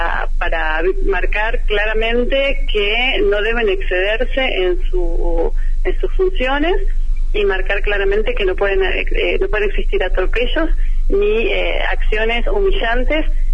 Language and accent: Spanish; Bariloche, Río Negro, Argentina; also born or lived in Buenos Aires; Soy de Bariloche, mi familia es de aquí, de Bariloche, nací en esta ciudad, me fui a estudiar a Buenos Aires, estudié en la UBA, abogacía, y me volví a Bariloche a ejercer.